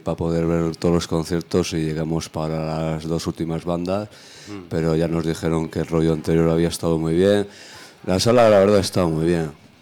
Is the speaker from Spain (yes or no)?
yes; León, Castile and León, Spain; viniendo como venimos de León